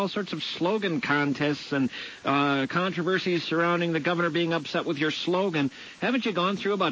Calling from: Minnesota, United States; Jim, I'm calling you from Minnesota. Charles Lindbergh came out of this state.

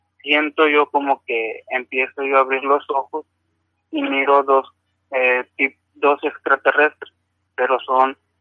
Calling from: Nogales, Sonora, Mexico; Sí, buenas noches, hablo de Nogales, Son

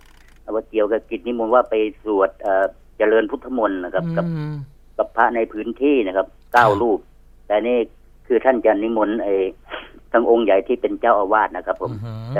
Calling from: Nakhon Pathom, Thailand; โทรมาจากนครปฐมครับ

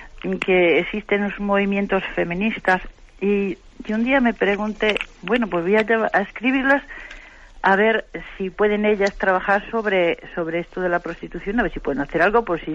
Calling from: Santander, Cantabria, Spain; de Santander.

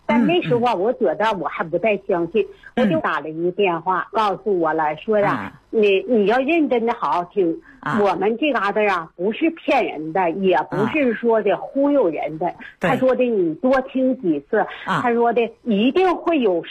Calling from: Suihua, Heilongjiang, China; 我是绥化的。

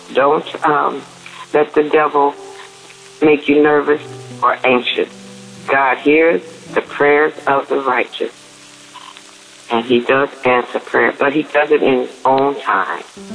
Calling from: Arkansas, United States; Hello, DAB Davers family. I'm calling from Arkansas

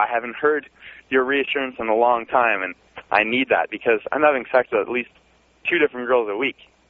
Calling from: Canada; I'm calling from Canada.

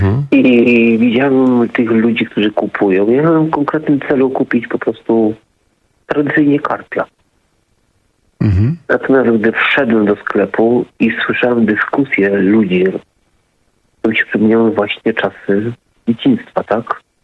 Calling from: Silesian Voivodeship, Poland; bo jestem ze Śląska, dzwonię

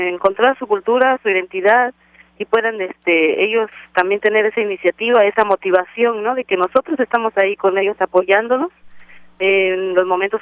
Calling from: Oakland, California, United States; soy aquí de Oakland

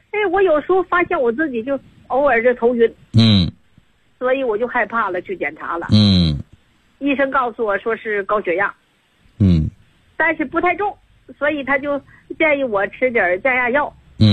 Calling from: Guizhou, China; 我是贵州的学员，

